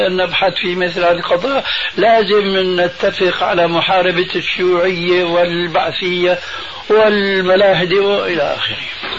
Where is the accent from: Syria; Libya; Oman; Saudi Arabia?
Syria; Damascus, Damascus Governorate; وأنا قرأت رسالة عندنا في دمشق الشام